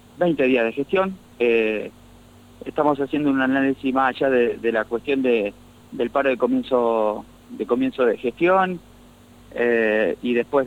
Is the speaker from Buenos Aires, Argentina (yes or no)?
no; San Martín de las Escobas, Santa Fe, Argentina; moved away as an adult; ¿Dónde nací? En San Martín de las Escobas.